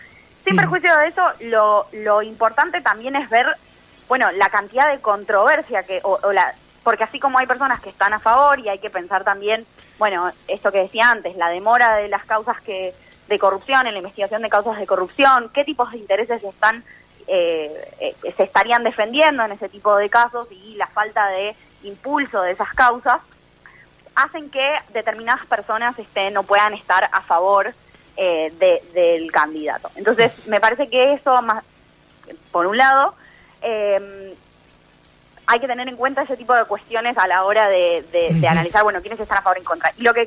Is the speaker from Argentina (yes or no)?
yes; Argentina; nosotros como sociedad argentina necesitamos una Corte Suprema confiable